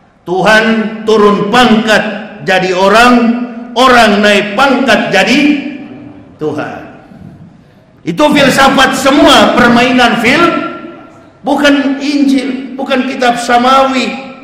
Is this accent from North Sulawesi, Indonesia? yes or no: yes; Manado, North Sulawesi, Indonesia; dulunya kampung halaman saya, provinsi saya, Sulawesi Utara, Manado